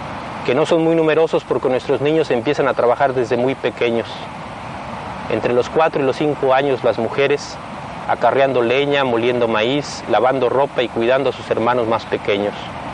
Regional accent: Southeast, Mexico; Nosotros, además de guerreros, somos indígenas mexicanos. Vivimos en las montañas del sureste mexicano, que viene siendo como el último rincón de este país.

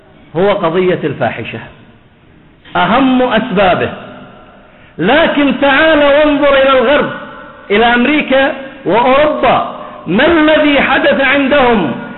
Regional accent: Bahrain; عندنا في البحرين سجلت الحالات التي سجلت بهذا المرض

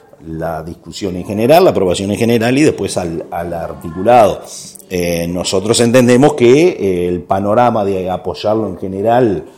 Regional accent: Canelones, Uruguay; principalmente quienes somos de Canelones

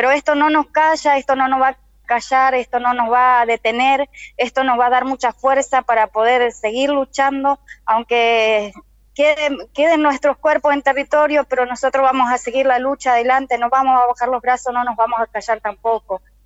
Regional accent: Cushamen, Chubut, Argentina; now in Buenos Aires, Argentina; Yo vengo de Chubut, soy de Colonia Cusamen, de la organización Mapuche Tehuelche.

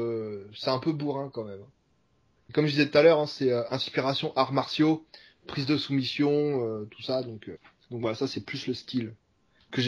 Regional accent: France; Quand on est français, on n'est pas connu aux États-Unis.

